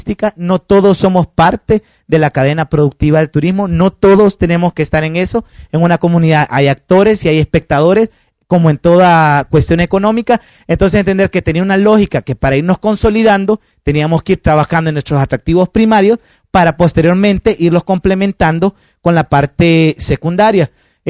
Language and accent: Spanish; Honduras; Como diríamos en mi país, son otros 20 lempiras.